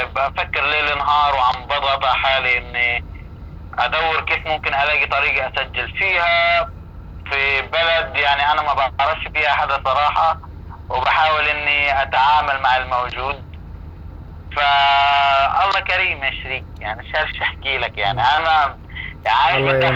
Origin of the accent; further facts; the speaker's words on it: Gaza, Gaza Strip, Palestine; moved away as an adult; فأنا اضطريت أخرج من غزة لأنه أنا بدي بنتي تنولد في بيئة طبيعية كويسة